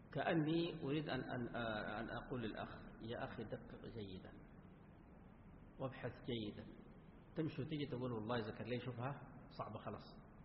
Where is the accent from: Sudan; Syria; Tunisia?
Sudan; عندنا في السودان،